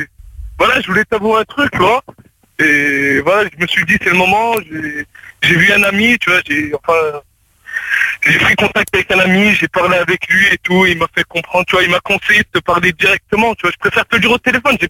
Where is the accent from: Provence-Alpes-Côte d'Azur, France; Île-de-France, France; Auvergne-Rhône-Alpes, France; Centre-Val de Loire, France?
Auvergne-Rhône-Alpes, France; Lyon; Ouais, non, je suis lyonnais.